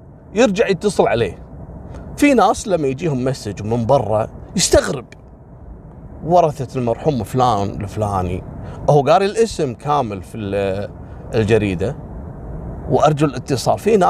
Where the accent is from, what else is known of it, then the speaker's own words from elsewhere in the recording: Kuwait; وكذلك عندنا في الكويت مثل الجهرة والأحمدي، لأنها قريبة جنب بعض